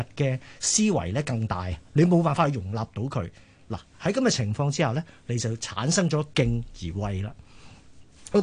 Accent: Hong Kong; 即系作为一个香港人吓，一个地球人

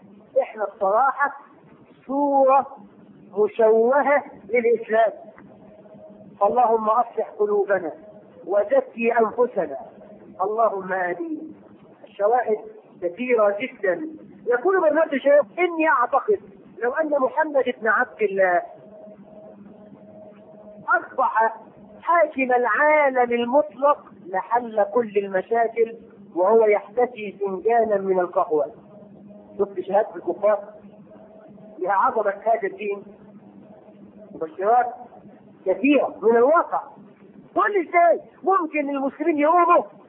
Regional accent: Egypt; وفي عندنا في مصر يسمي بنته دينا وديانا

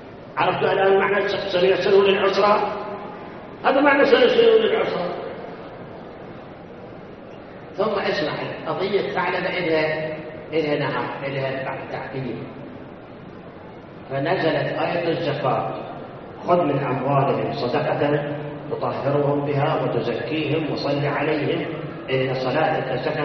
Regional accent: Karbala, Karbala Governorate, Iraq; كربلاء ما عندنا، كان عندنا في كربلاء مدير مدرسة

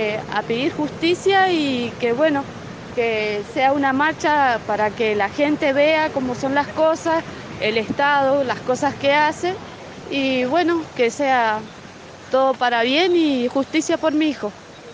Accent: Malargüe, Mendoza, Argentina; venimos de Malargüe con los chicos a marchar

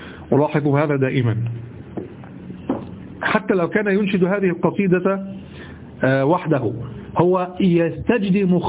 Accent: Egypt; وأحيانا أنت في عندنا في الذي عندنا في مصر

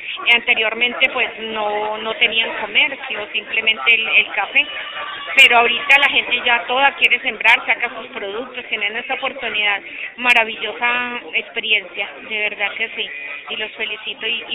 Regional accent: Caldas, Colombia; now in Chile; vengo desde el país de Colombia, país vecino, más exactamente el departamento de Caldas, Alto Oriente de Caldas.

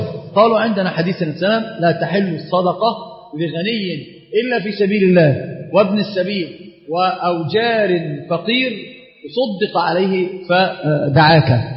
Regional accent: Egypt; طبعا هي مشهورة جدا عندنا في مصر في العامة

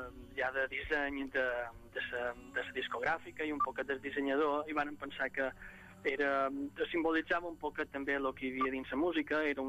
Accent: Balearic Islands, Spain; era el meu petit homenatge abans de l'autodestrucció de la meva illa.

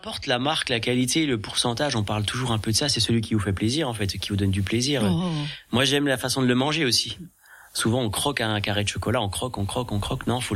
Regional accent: Grand Est, France; j'essaye aussi de travailler sur le d'où je viens du département des Vosges et j'aime ça.

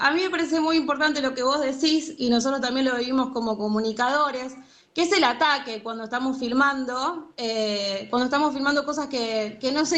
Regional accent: Rosario, Santa Fe, Argentina; nosotros somos rosarinos, estamos militarizados con la excusa del narcotráfico

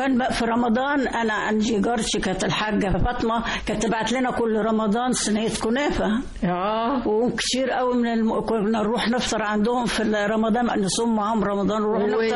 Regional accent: Egypt; ده احنا كلنا مصريين

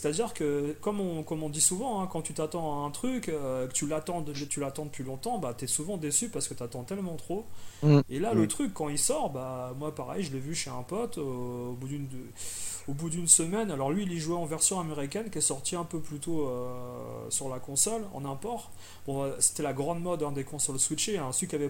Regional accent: France; accent: French; je parle anglais couramment, il n'y a aucun problème, mais pour moi, je suis français à la base, et voilà, si tu veux, ça me dérange pas de parler avec un accent français

